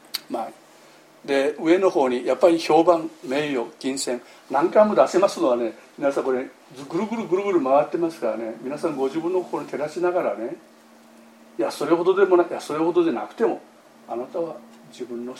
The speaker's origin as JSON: {"language": "Japanese", "town": "Amami Ōshima", "region": "Kagoshima", "country": "Japan", "tie": "born or raised there", "said": "私の田舎はね、奄美大島のね、山の向こう側にある小さな集落ですがね"}